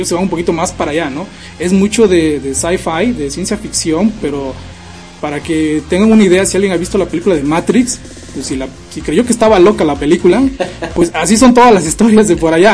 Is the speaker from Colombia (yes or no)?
no; Veracruz, Mexico; ojalá y sea este año también tocar algo de aquí en mi país y decir pues también estoy en Veracruz, estoy en México y algo local